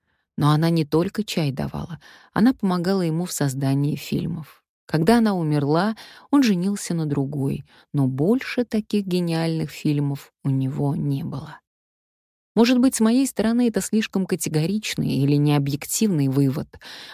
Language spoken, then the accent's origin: Russian; Omsk, Omsk Oblast, Russia; Мы с Риммой Павловной Кречетовой земляки. Я из Омска